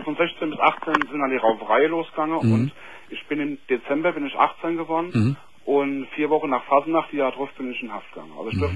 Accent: Mainz, Rhineland-Palatinate, Germany; Ich bin Mainzer.

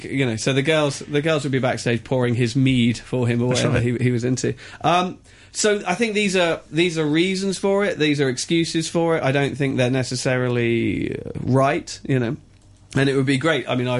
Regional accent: England, United Kingdom; But then we are both English and white.

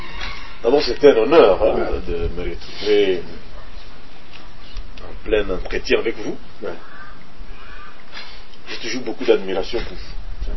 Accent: Mwenga, South Kivu, DR Congo; Chez moi, dans le Burega, on les appelle Wimana.

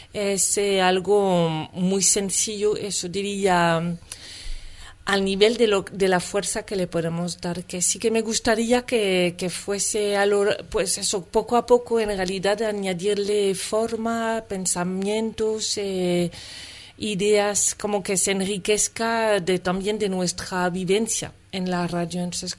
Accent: France; now in Madrid, Spain; una francesa en Madrid, que vive aquí desde hace tiempo

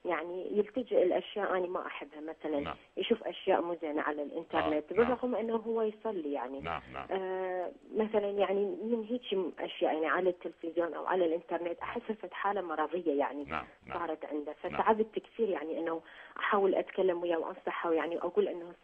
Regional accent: Iraq; now in Norway; انا دكتور انا اصلا من العراق. نعم. اعيش في النرويج.

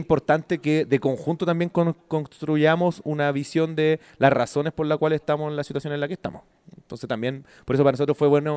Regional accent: Temuco, Araucanía, Chile; now in Santiago, Chile; sobre todo acá en Santiago, yo soy de Temuco, entonces también conozco otra experiencia

